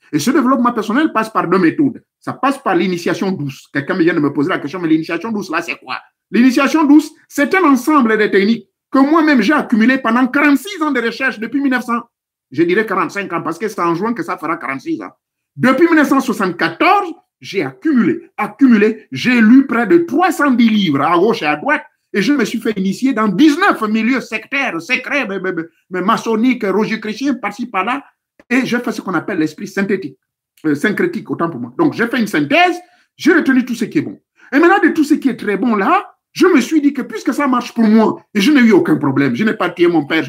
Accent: Gabon; chez nous au Gabon

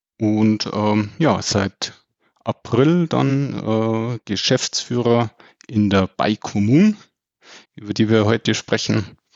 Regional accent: Munich, Bavaria, Germany; born there; Ich bin geborener Münchner

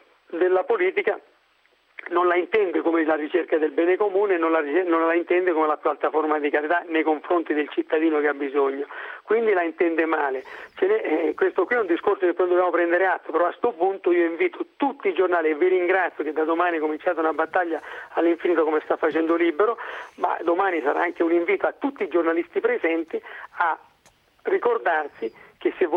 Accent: Calabria, Italy; capolista in Calabria, nella mia terra

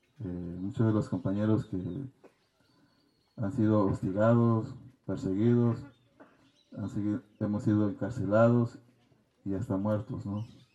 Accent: Ayutla de los Libres, Guerrero, Mexico; Yo soy del municipio de Ayutla de los Libres Guerrero, ni tan libre porque estoy un preso

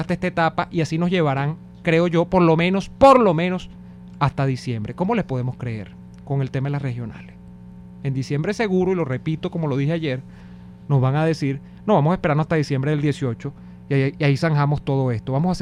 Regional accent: Venezuela; Yo, como venezolano

